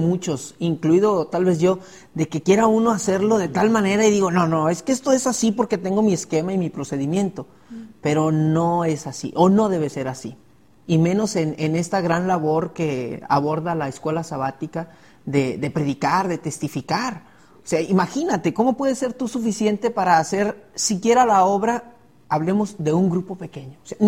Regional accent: Durango, Mexico; soy originario de Durango y estudio teología.

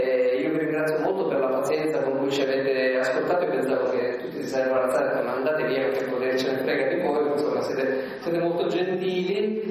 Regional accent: Sicily, Italy; io sono qui da 20 anni, sono siciliano

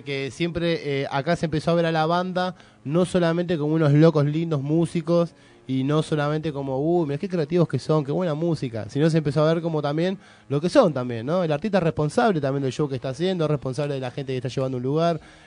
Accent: Buenos Aires, Argentina; Yo soy de Lugano

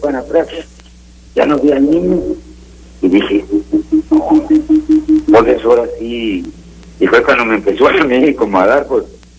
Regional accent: San Miguel de Allende, Guanajuato, Mexico; y soy de allá de San Miguel de Allende, ¿no?

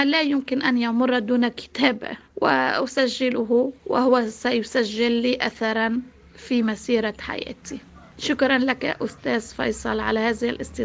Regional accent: Sfireh, North Governorate, Lebanon; born there; يعني وكم أعتز باسمي الثلاثي الذي يحمل اسم الوالد المرحوم قدوتي ومثالي الأعلى، من لبنان بلد الجمال والثقافة. ومسقط رأسي السفيرة الضنية سفيرة العز والكرامة.

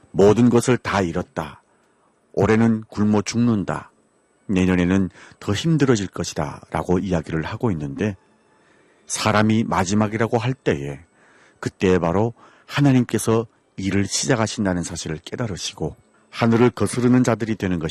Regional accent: North Korea; now in Paju, South Korea; 저는 탈북민

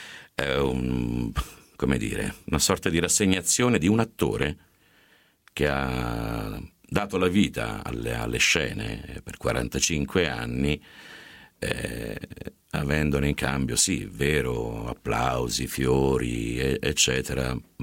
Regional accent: Turin, Piedmont, Italy; born there; now in Grottaglie, Italy; quindi molto lontano in realtà dalla mia città natale che è Torino

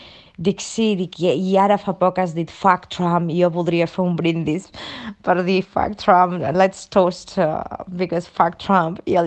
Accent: Barcelona, Catalonia, Spain; Diu, d'on ets? Dic, de Barcelona.

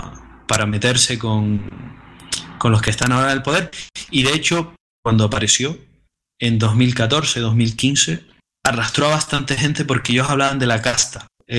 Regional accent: Canary Islands, Spain; también se ha visto en mi tierra, que son las Islas Canarias

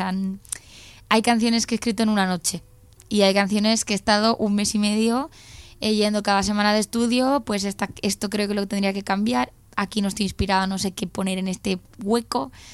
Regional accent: Valencia, Valencian Community, Spain; Valencia al final siempre es como mi tierra

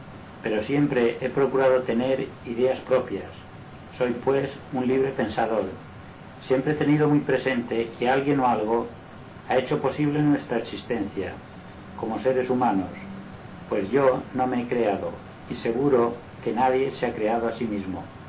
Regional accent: Inca, Balearic Islands, Spain; born there; soy mallorquín nacido en Inca, pero hace muchos años que resido en Palma.

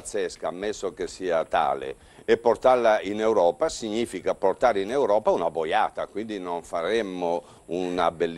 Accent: Bergamo, Lombardy, Italy; sono anche di Bergamo, quindi mi manca lo iodio

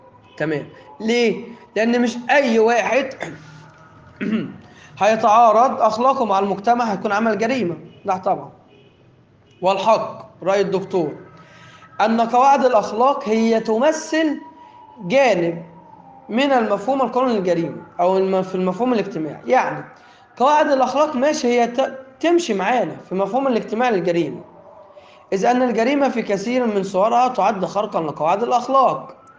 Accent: Egypt; ولكن عندنا في مصر جريمه

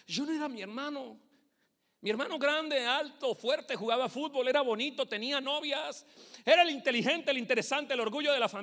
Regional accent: Bogotá, Colombia; born there; Cuando yo nací acá, escúcheme, yo nací en Bogotá.

